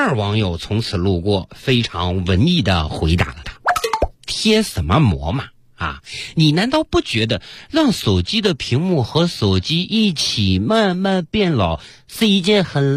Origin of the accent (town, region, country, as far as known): China